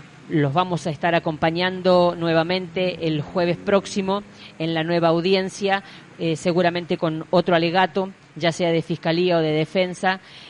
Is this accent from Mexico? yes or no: no; La Rioja, Argentina; exigimos como riojanos que se investigue dónde están los bebés de los desaparecidos